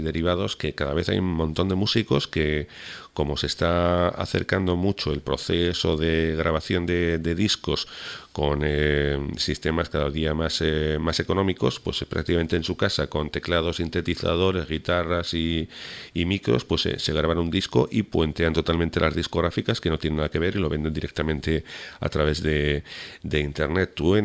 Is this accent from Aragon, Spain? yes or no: yes; Huesca, Aragon, Spain; now in Canary Islands, Spain; Yo soy de Huesca concretamente, aunque vivo en Canarias